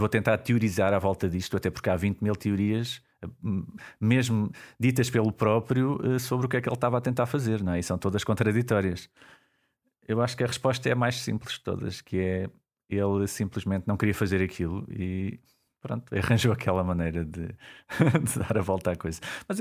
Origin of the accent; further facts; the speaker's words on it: Coimbra, Portugal; Eu sou de Coimbra.